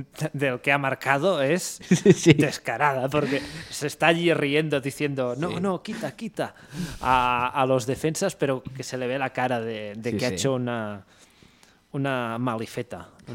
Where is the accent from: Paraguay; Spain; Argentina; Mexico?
Spain; Barcelona, Catalonia; Que soy de Barcelona, tío.